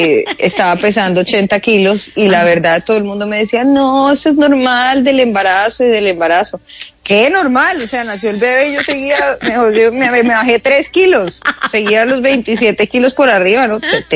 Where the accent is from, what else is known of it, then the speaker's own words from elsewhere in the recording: Bogotá, Colombia; yo de verdad, que soy lo más bogotano que hay en la vida, más que un ajiaco, pero ya no me soporto el frío. Entonces ya no soy tan bogotana.